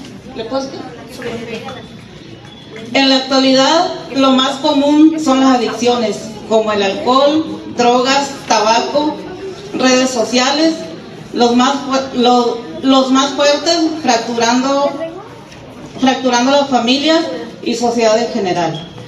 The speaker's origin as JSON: {"language": "Spanish", "town": "Tierra Blanca", "region": "Veracruz", "country": "Mexico", "said": "vengo de Tierra Blanca, Tecia."}